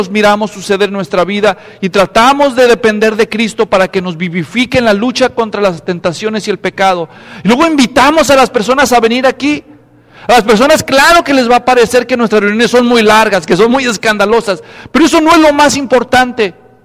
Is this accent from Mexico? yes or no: yes; Mexico; born there; Hay, en mi país, donde yo nací, en México